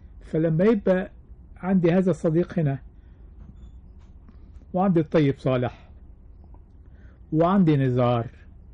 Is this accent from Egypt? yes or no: yes; Kafr El Sheikh Governorate, Egypt; فابتديت اتصالح على اسم النطاف، وابتديت احب قريتي الجميلة.